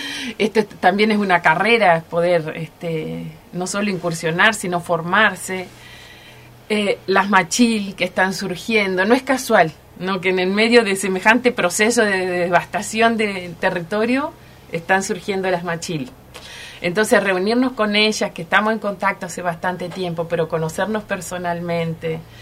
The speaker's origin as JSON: {"language": "Spanish", "town": "Gobernador Costa", "region": "Chubut", "country": "Argentina", "said": "siempre he dicho que soy de Gobernador Costa, porque en realidad nunca me fui de Gobernador Costa."}